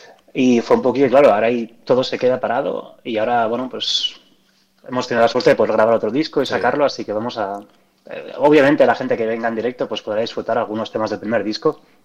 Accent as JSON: {"language": "Spanish", "town": "Barcelona", "region": "Catalonia", "country": "Spain", "tie": "born or raised there", "said": "Sí, exacto, yo soy nacido y criado en Barcelona."}